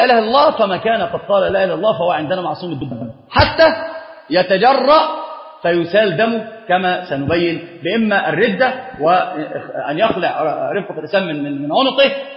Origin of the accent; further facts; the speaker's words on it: Upper Egypt, Egypt; فأنا صعيدي، والله صعيدي، أنا صعيدي